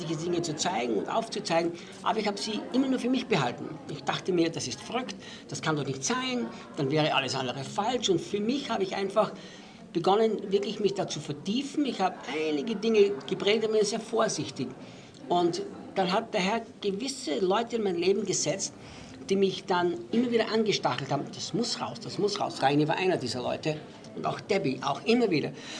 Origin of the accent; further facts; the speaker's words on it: Austria; also born or lived in United States / United Kingdom; now in Brazil; Also ich bin ja ein Österreicher natürlich und Deutschsprechender. Habe aber in Amerika gelebt, habe in England gelebt, lebe jetzt in Brasilien.